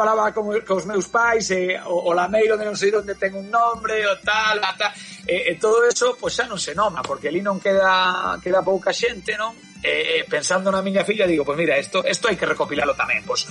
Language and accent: Galician; Galicia, Spain; da miña aldea, pero sí que é verdad que está nun sitio recóndito, nun sitio que non é de moito paso, como digo, non é un sitio que vai a unha cidade grande, é unha zona de Galicia que está aí no medio.